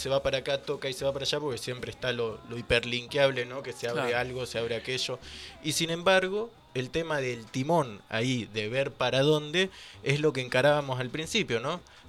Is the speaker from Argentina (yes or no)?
yes; Rawson, Chubut, Argentina; Cuando yo estaba lejos de Rawson, que es de donde yo vengo, de Rawson, de Trelew